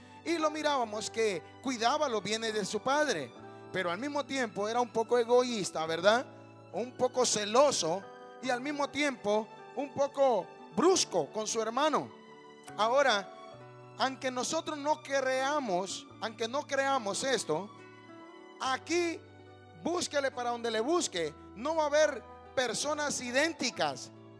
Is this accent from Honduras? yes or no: yes; Honduras; Yo soy de Honduras